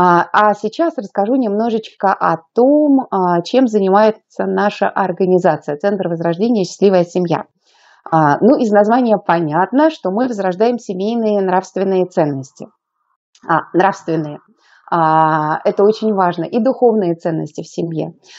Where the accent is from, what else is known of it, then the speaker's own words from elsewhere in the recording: Saint Petersburg, Russia; я из Санкт-Петербурга, у нас очень красивый город